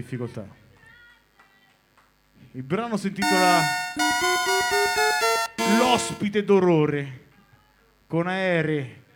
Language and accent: Italian; Marche, Italy; veniamo dalle Marche, che è una regione che si trova da quell'altra parte.